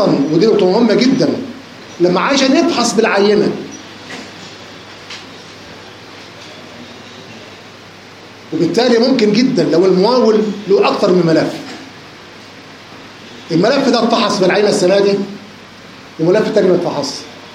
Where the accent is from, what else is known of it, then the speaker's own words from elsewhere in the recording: Egypt; ولكن طبعا عشان احنا مصريين وما ينفعش نشتغل لوحدنا